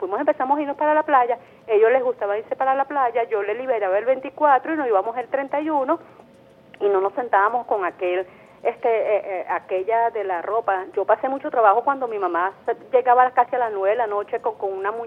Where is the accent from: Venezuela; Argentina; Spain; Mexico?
Venezuela; como somos todas las venezolanas